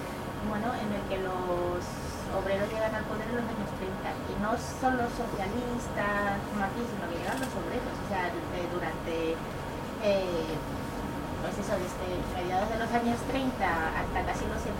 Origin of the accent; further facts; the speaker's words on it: Castilla-La Mancha, Spain; entre todos los pueblos de Toledo, de donde vengo yo